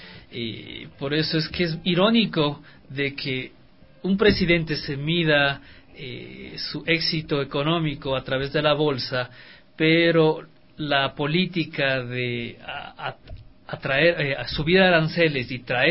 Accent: Ecuador; en nuestro caso, como ecuatorianos

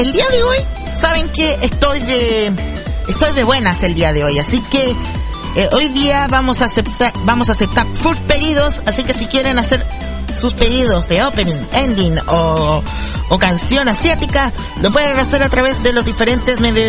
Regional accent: Chile; Soy de Chile

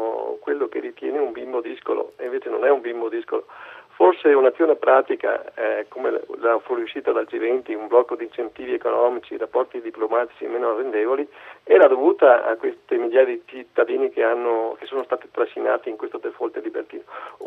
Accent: Argentina; Io ho dovuto concambiare perché sono argentino

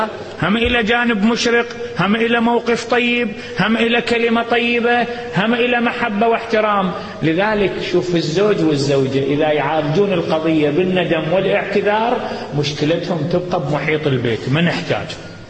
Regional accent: Iraq; عندنا في العراق اتطلقوا يوم الأحد

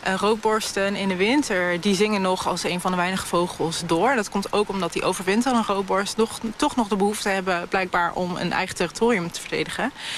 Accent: Gelderland, Netherlands; Ik heb ook wel eens gehad dat ik ben opgegroeid in Gelderland en dat ik in Noord-Holland de koolmezen compleet anders vond zingen.

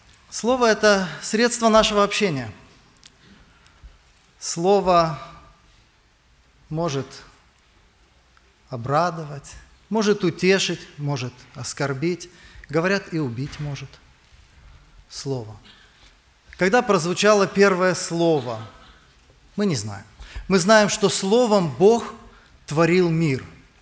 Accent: Kiryat Gat, Southern District, Israel; Я из Израиля, из города Кириат-Гат.

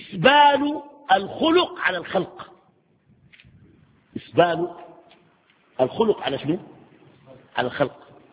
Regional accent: Sudan; ويجيك والله في السودان عندنا جلسة

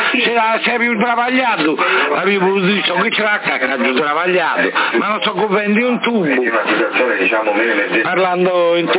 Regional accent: Sardinia, Italy; Sono sardo.

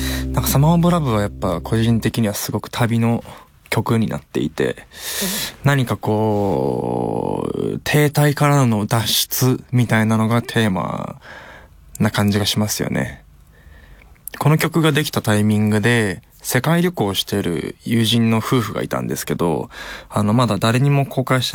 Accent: Tokyo, Japan; あ、そう、まあ、東京出身なんですけど、ありますね。

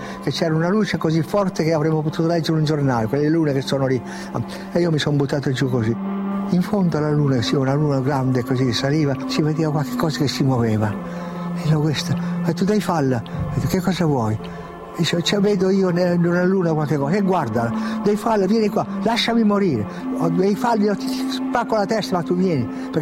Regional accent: Piedmont, Italy; E poi da piemontese fesso, testardo, io ho detto no, io devo andare.

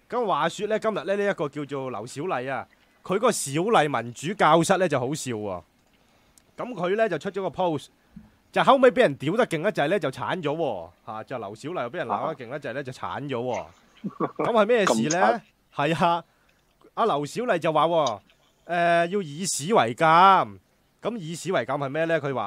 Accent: Hong Kong; 我哋香港人咧系有公德心嘅，公德心啊！我哋香港人有公德心嘅

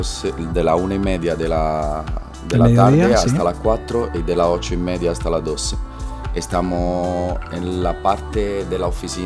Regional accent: Bologna, Emilia-Romagna, Italy; Yo soy de Bolonia.

